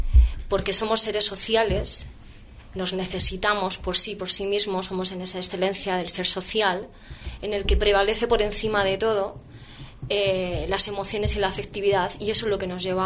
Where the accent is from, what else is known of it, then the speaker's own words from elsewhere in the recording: Madrid, Community of Madrid, Spain; Yo a nivel personal venía de la calle. Yo soy de Vallecas.